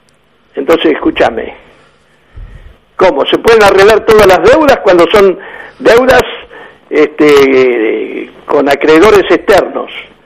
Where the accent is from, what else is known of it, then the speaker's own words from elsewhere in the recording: Argentina; Soberanos pelotudos somos los argentinos, que nos dejamos engrupir.